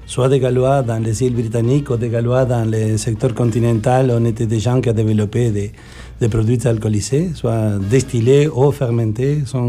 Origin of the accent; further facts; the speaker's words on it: Argentina; French is a second language; Pour mon accent bizarre, je suis originaire de l'Argentine.